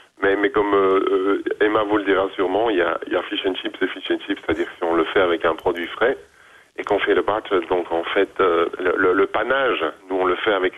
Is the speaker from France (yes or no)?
no; Belgium; now in Scotland; le fait que je ne sois pas écossais, mais que je vive en Écosse et que je paye mes taxes en Écosse